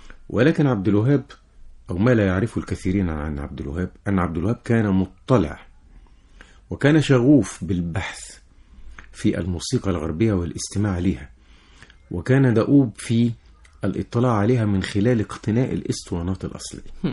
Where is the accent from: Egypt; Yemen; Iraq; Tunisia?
Egypt; Giza, Giza Governorate; اللي موجود في على النيل عندنا في الجيزة